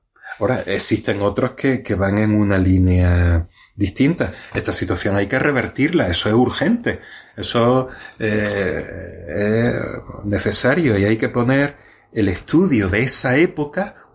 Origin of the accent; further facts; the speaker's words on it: Torrox, Andalusia, Spain; El último fue el curso pasado en mi pueblo, ¿no?, en Torrox.